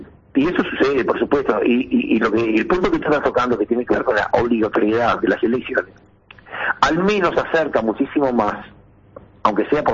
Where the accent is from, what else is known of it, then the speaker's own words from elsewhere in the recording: Uruguay; Pero nosotros somos, también los uruguayos en general, no hablo de los profesionales, los uruguayos en general